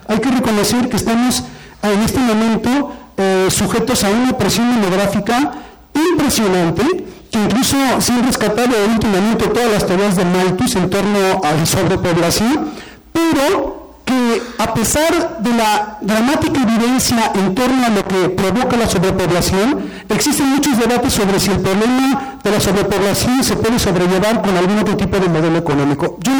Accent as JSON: {"language": "Spanish", "country": "Mexico", "said": "Pero todos somos mexicanos, de alguna manera todos habitamos en este territorio"}